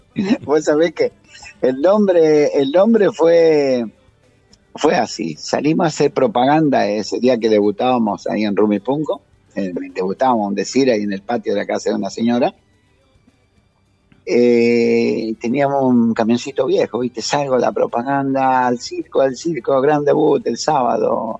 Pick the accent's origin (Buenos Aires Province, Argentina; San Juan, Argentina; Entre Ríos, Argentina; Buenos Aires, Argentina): San Juan, Argentina; born there; En San Juan.